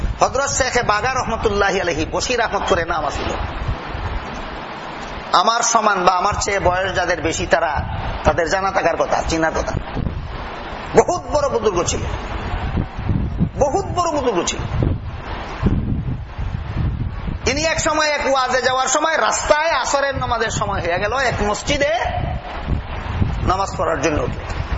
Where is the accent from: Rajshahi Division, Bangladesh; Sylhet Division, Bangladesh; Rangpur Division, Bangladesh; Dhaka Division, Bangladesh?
Sylhet Division, Bangladesh; accent: Sylheti; আর আমরা সিলেটি ভাষায় কয় বিয়া হল নির্জাত